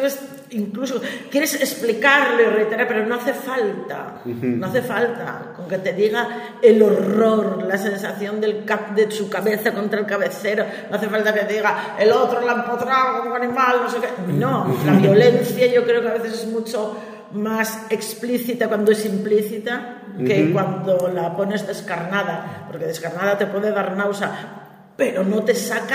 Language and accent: Spanish; Gijón, Asturias, Spain; para los que somos de Gijón